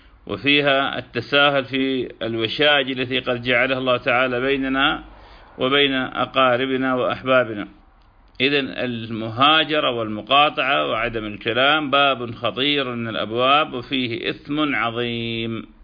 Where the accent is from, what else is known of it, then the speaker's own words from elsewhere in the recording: Iraq; moved away; كما نحن قد هجرنا بلادنا العراق مكرهين